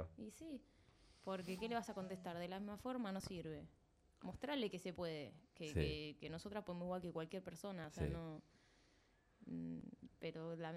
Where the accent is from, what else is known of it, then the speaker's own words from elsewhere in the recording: Tandil, Buenos Aires Province, Argentina; De Tandil, sí.